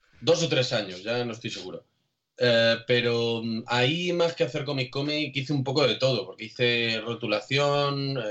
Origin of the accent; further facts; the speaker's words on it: Alcázar de San Juan, Castilla-La Mancha, Spain; un trabajo que partía del Patronato de Cultura local de Alcázar de San Juan, de aquí de mi pueblo.